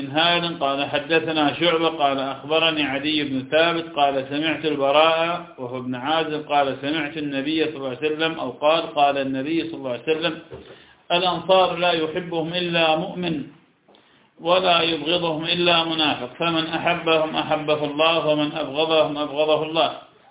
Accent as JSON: {"language": "Arabic", "country": "Iraq", "said": "فلم عندنا في العراق الكوبيسيون يأكلونه كثيرا."}